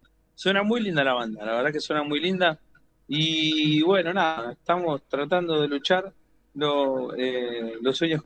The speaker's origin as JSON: {"language": "Spanish", "town": "General Belgrano", "region": "Buenos Aires Province", "country": "Argentina", "said": "Tengo todos mis músicos en Capital, yo soy de General Belgrano."}